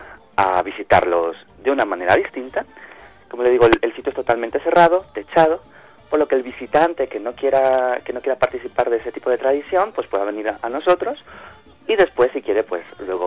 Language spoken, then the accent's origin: Spanish; Ecuador; also born or lived in Basque Country, Spain; Yo he vivido casi toda mi vida fuera, en País Vasco, en España, pero soy ecuatoriano, amo mi país y hemos estado luchando por extender nuestra cultura allí. Y ahora hemos vuelto, junto con mi familia, hace muy poquitos meses